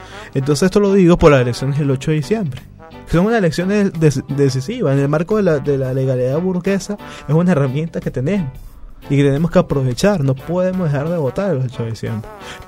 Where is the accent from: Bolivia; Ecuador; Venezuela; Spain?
Venezuela; nosotros, como venezolanos, tenemos que rescatar esa humildad